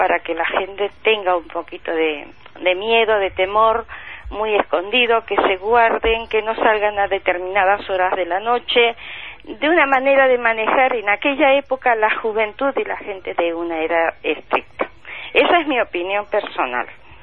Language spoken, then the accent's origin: Spanish; Castile, Spain; yo pertenezco más que nada a toda la parte asturiana, Galicia y Castilla. Yo soy castellana.